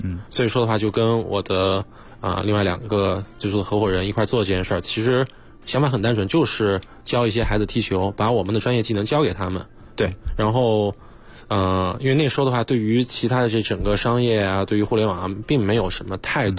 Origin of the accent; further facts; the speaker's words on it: Kunming, Yunnan, China; 我老家是云南昆明的，